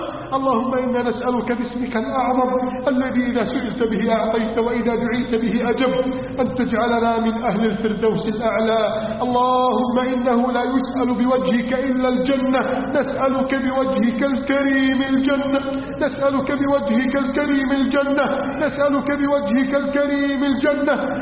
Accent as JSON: {"language": "Arabic", "country": "Egypt"}